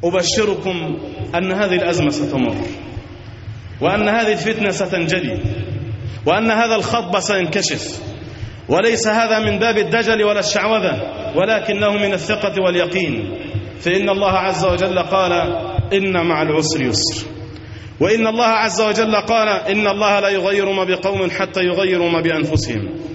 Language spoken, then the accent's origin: Arabic; Egypt; وأن ينزل على بلادنا مصر الأمن والأمان والسكينة والاستقرار